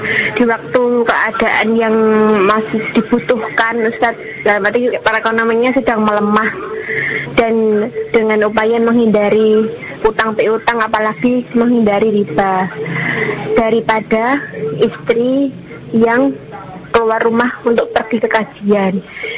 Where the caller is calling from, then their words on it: Magetan, East Java, Indonesia; dari Magetan.